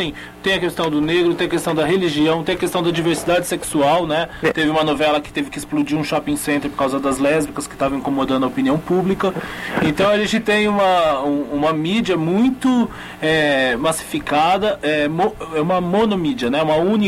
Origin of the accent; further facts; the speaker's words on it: Rio Claro, São Paulo, Brazil; Porque eu estudei em Rio Claro, numa escola. Eu sou de Rio Claro.